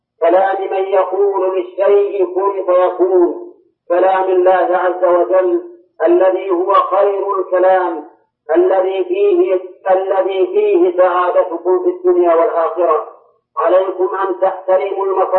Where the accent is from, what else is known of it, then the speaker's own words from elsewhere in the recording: Saudi Arabia; وإن كل صحيفة عندنا في السعودية كل صحيفة تبتدئ بسم الله الرحمن الرحيم